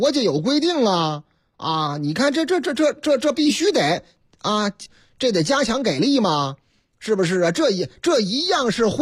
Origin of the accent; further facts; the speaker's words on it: Shanghai, China; 我老家啊，阿拉老家上海，是吧？